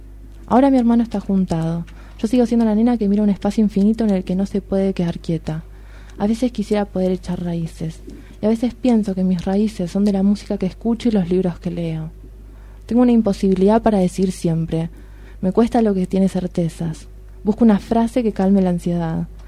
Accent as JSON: {"language": "Spanish", "town": "Punta Alta", "region": "Buenos Aires Province", "country": "Argentina", "tie": "born or raised there", "said": "Y justo hoy fui a mi casa, yo soy de Punta Alta, y fui a la pieza que era mía"}